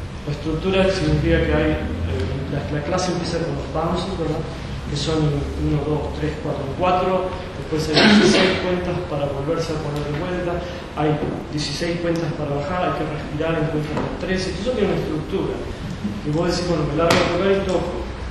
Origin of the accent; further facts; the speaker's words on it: Argentina; ¿de dónde sos? De Argentina. Yo también.